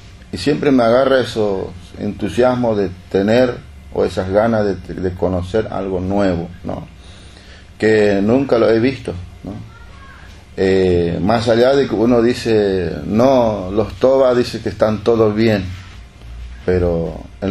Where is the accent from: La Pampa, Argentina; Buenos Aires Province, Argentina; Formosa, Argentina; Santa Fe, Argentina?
Formosa, Argentina; vengo de la provincia de Formosa, en colonia aborigen La Primavera.